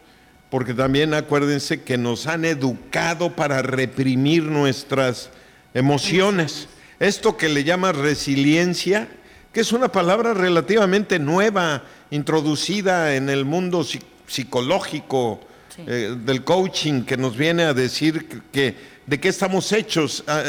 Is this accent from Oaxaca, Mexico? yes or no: yes; Oaxaca, Mexico; pero sí soy oaxaqueño a mucho orgullo.